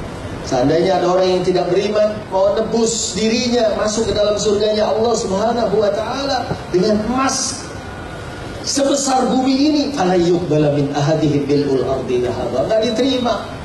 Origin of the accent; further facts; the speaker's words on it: Bogor, West Java, Indonesia; saya memang orang Bogor, tapi saya gak dagang soto